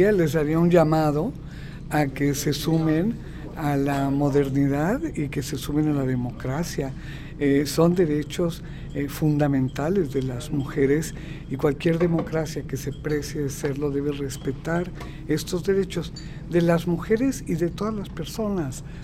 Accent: Mexico; En mi país, en México, que teníamos un avance importantísimo como política de Estado

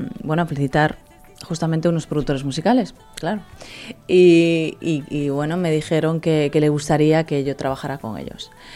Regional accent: Galicia, Spain; now in Miami, United States; yo estoy rodeada de latinos en Miami. Y claro, yo soy una española gallega del norte

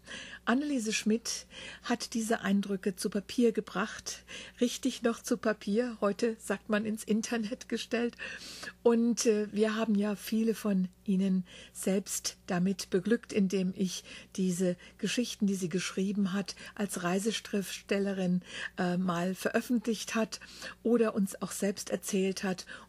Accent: Wiesbaden, Hesse, Germany; born there; dann wieder in ihre Heimat nach Wiesbaden in Deutschland zurückkehrten. Das ist mein Geburtsort.

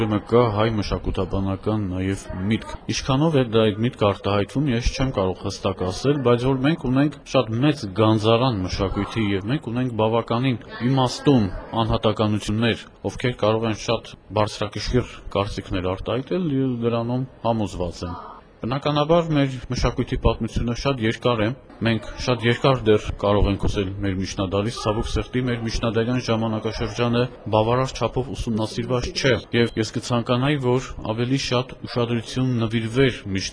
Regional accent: Vanadzor, Lori, Armenia; ես լոր մարզից եմ, Վանաձորից եմ, հենց տեղային ուսումնասիրություն, չէ, արմատներով արևմտյան Հայաստանից ենք, բայց մեր պապը եկել է Էրզրումից, այնուհետև Ճավաղ, այնուհետև հանգրվանել Վանաձորում

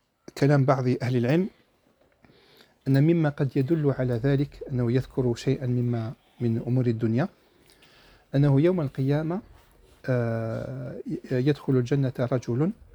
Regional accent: Algeria; كما احنا نقوله عندنا في الجزائر يتكبد

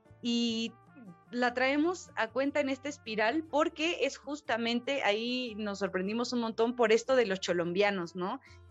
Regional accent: Mexico; y como mexicano se encuentra reflejado

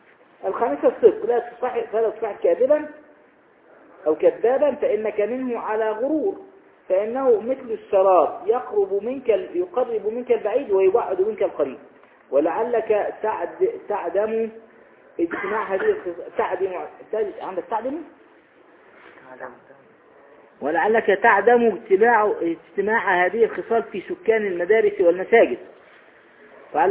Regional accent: Egypt; ويقولون أيضا عندنا في مصر الصاحب ساحب

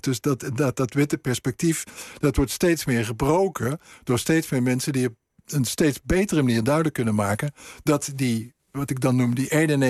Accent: Netherlands; En wij, als Nederlanders, wij moeten dingen gaan leren.

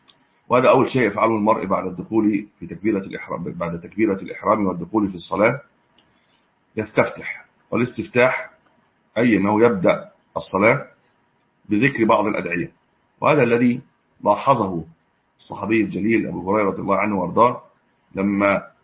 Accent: Egypt; هو طبعا النت الان عندنا في مصر قويه

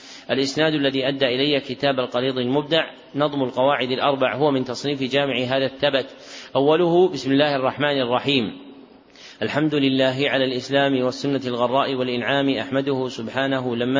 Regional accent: Najd, Saudi Arabia; منهم من أهل بلدنا نجد

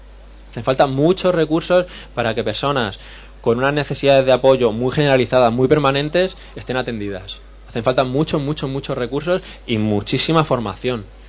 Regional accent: Leganés, Community of Madrid, Spain; Yo soy de Leganés, en Madrid

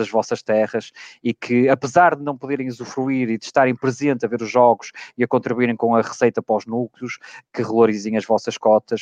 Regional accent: Gondomar, Porto, Portugal; aqui na minha terra, em Gondomar

